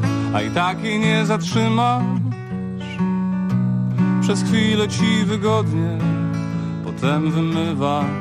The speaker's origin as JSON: {"language": "Polish", "town": "Wałcz", "region": "West Pomeranian Voivodeship", "country": "Poland", "said": "Ja pochodzę z małego miasta, pochodzę z Wałcza, natomiast większość życia spędziłem w dużych miastach albo podróżując pomiędzy tymi dużymi miastami"}